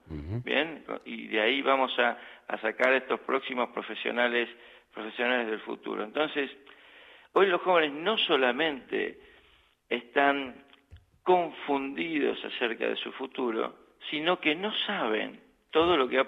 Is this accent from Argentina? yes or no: yes; Argentina; moved away as an adult; now in Göttingen, Germany